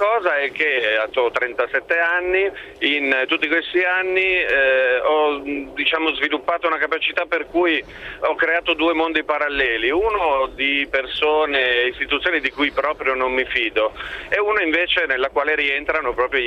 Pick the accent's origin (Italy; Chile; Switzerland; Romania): Italy; Milan, Lombardy; In questo momento però mi trovo più verso Modena per motivi di lavoro, però sono di Milano.